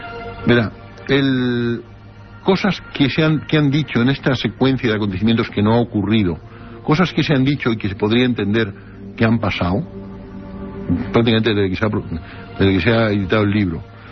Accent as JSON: {"language": "Spanish", "country": "Spain", "said": "soy español y me he traducido."}